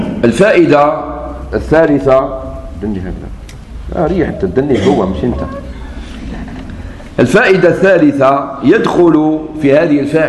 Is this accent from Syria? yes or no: no; Algeria; قلت له انا جزائري وش بيك